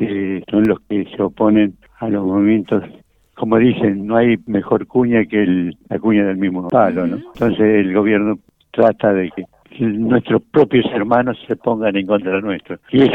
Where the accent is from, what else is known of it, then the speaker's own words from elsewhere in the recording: Yavi, Jujuy, Argentina; moved away as an adult; yo nací en Jujuy, en Yavi, y desde que tengo uso de razón he vivido hasta los 18 años en Jujuy